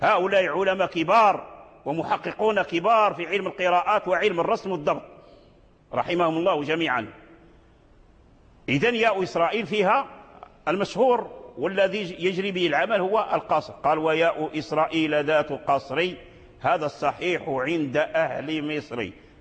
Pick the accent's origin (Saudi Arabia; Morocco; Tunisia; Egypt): Morocco; من الأئمة والعلماء عندنا في المغرب كذلك لهم تآليف